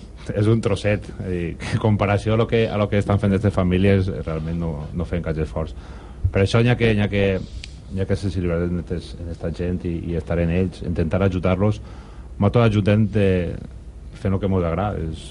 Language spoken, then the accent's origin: Catalan; Vallada, Valencian Community, Spain; M'han pegat el puro perquè diuen que és Vallada, però jo bueno, sempre diré que sóc de Vallà.